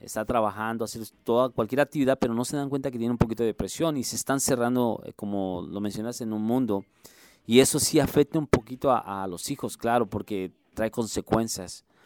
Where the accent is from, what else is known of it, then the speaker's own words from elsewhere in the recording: Mexico City, Mexico; Realmente no soy un chilango, soy un capitalino. Más que la gente confunde chilango. No, soy un capitalino.